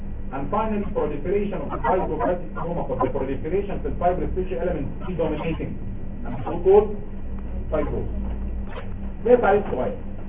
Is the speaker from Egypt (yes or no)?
yes; Egypt; يعني ده بصراحة بلغات احنا كده مصريين